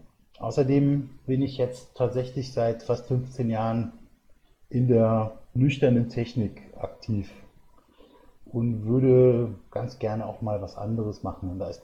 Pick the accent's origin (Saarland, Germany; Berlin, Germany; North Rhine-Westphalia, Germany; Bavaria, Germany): Saarland, Germany; Ich bin 1972 geboren und im Saarland, da wo es in Hunsrück reingeht, also auf dem platten Land sozusagen.